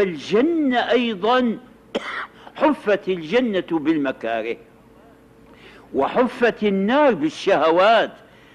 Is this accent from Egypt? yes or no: no; Syria; التراويح هذه كانت عندنا في الشام في أول أمر